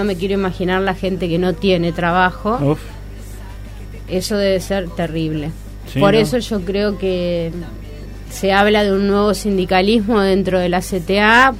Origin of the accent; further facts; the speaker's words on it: Argentina; Como argentina, que un presidente que nos, sí, representa a todos los argentinos